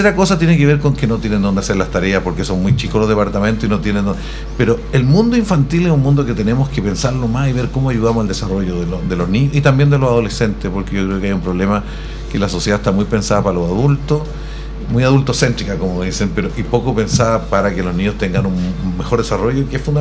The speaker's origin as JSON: {"language": "Spanish", "town": "La Florida", "region": "Santiago Metropolitan Region", "country": "Chile", "tie": "born there", "said": "Yo soy conocido porque soy nacido en La Florida."}